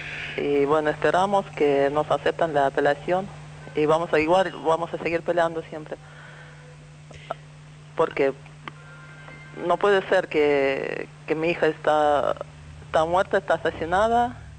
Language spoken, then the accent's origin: Spanish; Moscow, Russia; Spanish is a second language; moved away as an adult; now in Argentina; Soy rusa, de Moscú.